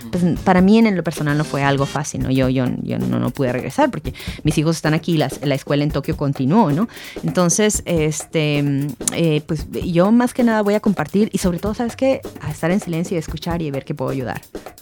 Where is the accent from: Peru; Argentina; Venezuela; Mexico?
Mexico; now in Japan; Nosotros vivimos en Japón y nuestra patria es México. Yo soy orgullosamente mexicana